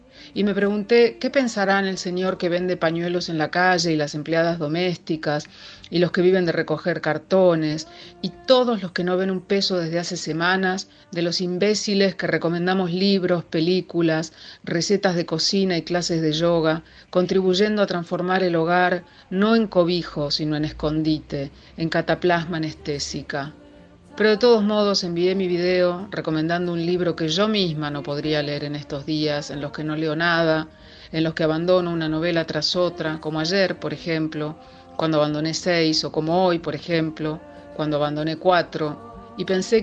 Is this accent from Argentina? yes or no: yes; Argentina; soy periodista, soy argentina, vivo en Buenos Aires.